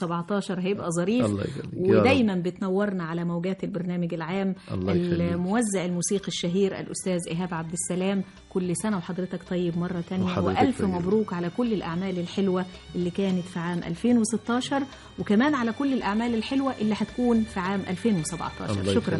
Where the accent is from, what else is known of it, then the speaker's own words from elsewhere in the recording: Egypt; طيب احنا كمصريين عاده